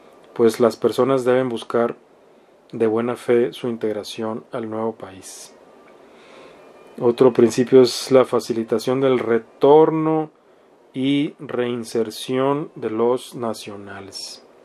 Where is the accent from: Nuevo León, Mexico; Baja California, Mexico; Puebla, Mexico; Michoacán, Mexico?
Baja California, Mexico; Mexicali; Yo soy oriundo de Mexicali.